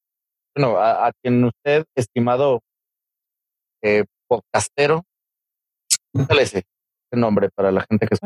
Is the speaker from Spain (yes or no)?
no; Mexico; Nosotros todos somos mexicanos